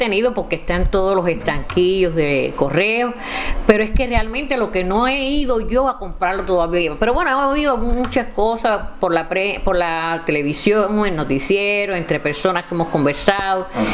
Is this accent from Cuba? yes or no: yes; Cuba; Pero en mi país, mi Cuba, este que yo he visto con este terruño que he visto con tanta justicia, con tanto valor, con tanta fortaleza